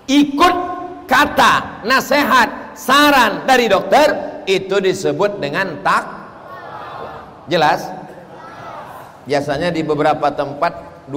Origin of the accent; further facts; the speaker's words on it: Riau, Indonesia; Saya ini dari Riau